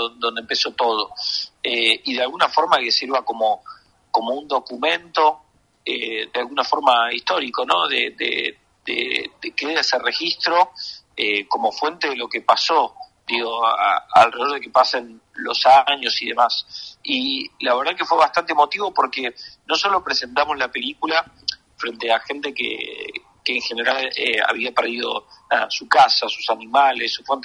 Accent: Río Negro, Argentina; Yo soy de Mar Río Negro

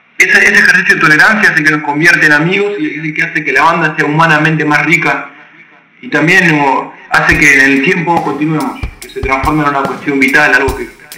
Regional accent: Glew, Buenos Aires Province, Argentina; Carlitos, Ángel y yo, somos de Gledu. Son ciudades que están al sur del conurbano de la provincia de Buenos Aires. Almirante Brown y Presidente Perón son los dos distritos que contienen estas localidades.

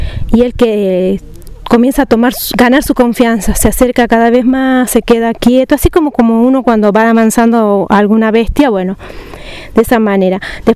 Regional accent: Catamarca, Argentina; de Catamarca.

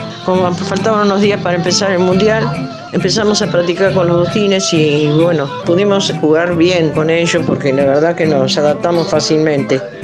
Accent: Bernal, Buenos Aires Province, Argentina; also born or lived in Avellaneda / Sarandí; Nací en Avellaneda, viví en Bernal y en Sarandí. En mi casa vivía mi papá, mi mamá y tenía un hermano.

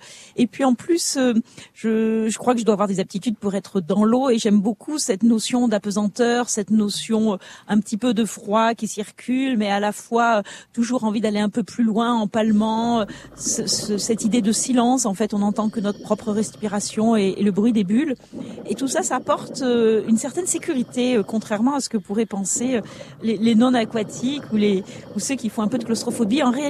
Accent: Saint-Raphaël, Provence-Alpes-Côte d'Azur, France; j'ai grandi à Aiguet, à côté de Saint-Raphaël, un des quartiers de Saint-Raphaël.

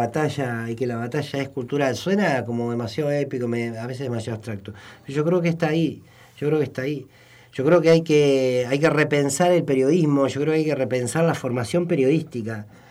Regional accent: Argentina; el problema que nosotros tenemos como argentinos es profundamente cultural.

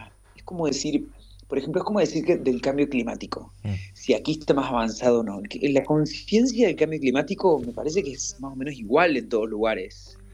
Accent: Córdoba, Argentina; also born or lived in Corrientes / Buenos Aires; yo nací en Corrientes, me crié en Córdoba, y cuando terminé el colegio me mudé a Buenos Aires

